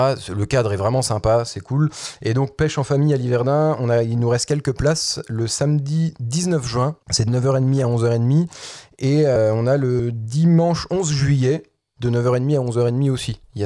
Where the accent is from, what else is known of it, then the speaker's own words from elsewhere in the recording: Nancy, Grand Est, France; ça résonne chez nous, à Nancy, quand on va pêcher la carpe, ou le brochet, ou le goujon